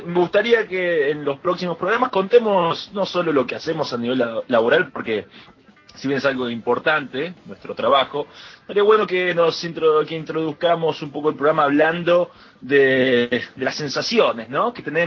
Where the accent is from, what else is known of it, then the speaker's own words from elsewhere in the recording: Argentina; somos tres argentinos, tres jóvenes pujantes y con un futuro promisorio